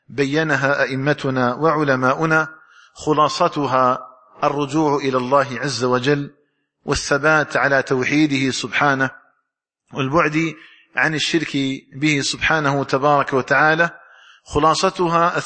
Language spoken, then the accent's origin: Arabic; Algeria; اللهم اجعل بلدنا الجزائر آمنا مطمئنا